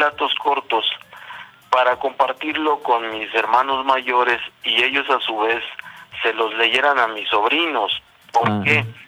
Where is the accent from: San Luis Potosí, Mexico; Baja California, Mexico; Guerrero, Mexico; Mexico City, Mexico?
Guerrero, Mexico; La Calera; casa allá, sí, en La Calera, Guerrero